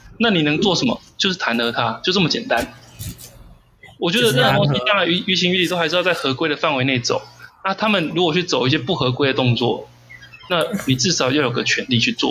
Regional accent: Kaohsiung, Taiwan; 就像高雄人好了，我们都是高雄人

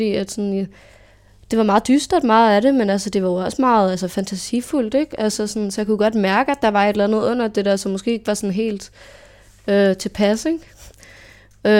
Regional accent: Farum, Capital Region of Denmark, Denmark; Jeg er vokset op i en i Farum. Jeg har aldrig flyttet indtil snart.

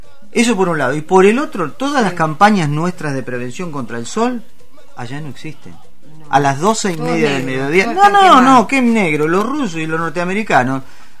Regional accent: Olavarría, Buenos Aires Province, Argentina; born there; Yo nací en Olavarría. ¿Dónde? En Loma Negra.

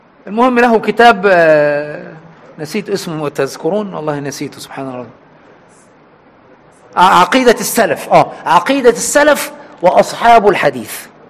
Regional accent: Egypt; عندنا في مصر هنا العوام يقول فذلكة

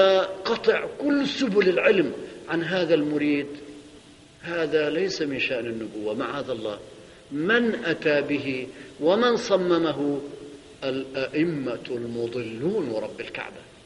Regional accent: Syria; عندنا في سوريا

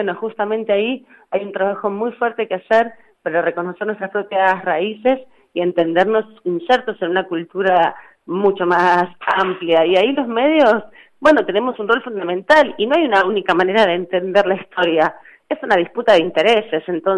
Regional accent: Argentina; Nosotros, como sociedad argentina, hemos trabajado muchísimo y somos una sociedad muy activa en el proceso de demandar el cumplimiento de los derechos.

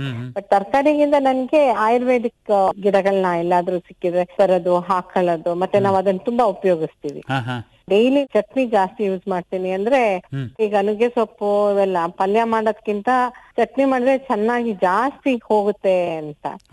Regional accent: Shivamogga, Karnataka, India; moved away as an adult; now in Kumbur, India; ನನ್ನ ತಾಯಿ ಮನೆ ಶಿವಮೊಗ್ಗ, ಅಂದಗದ್ದೆ ಅಂತ ಹೇಳಿ, ಬರ್ಡ್ ಸ್ಯಾಂಕ್ಚುರಿ ಎಲ್ಲ ಇದೆ.

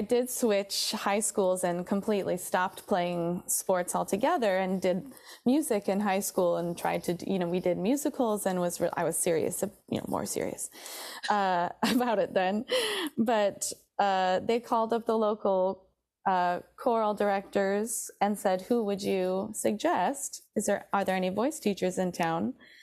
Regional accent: Traverse City, Michigan, United States; Oh, I grew up in northern Michigan, mm-hmm. A small town called Traverse City.

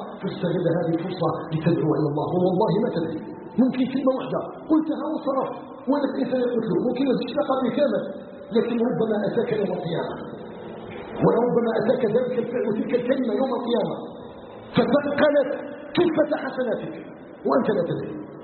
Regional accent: Algeria; أن يجعل بلدنا الجزائر بلدا آمنا آمنا آمنا مطمئنا وسائر بلاد المسلمين.

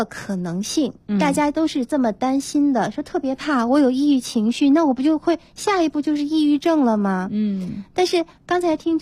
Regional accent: China; 我们中国人

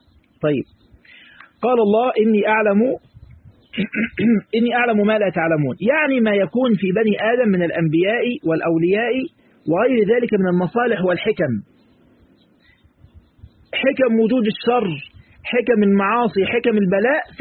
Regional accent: Egypt; في مثل كده عندنا في مصر يقول لك مش عارف ايه

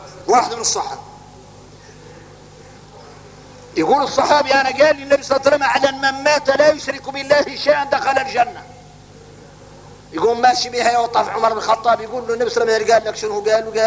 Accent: Mauritania; وعادوا احنا موريتاني يجي الواحد منا ساجد ويقول له هذا محل سجدة

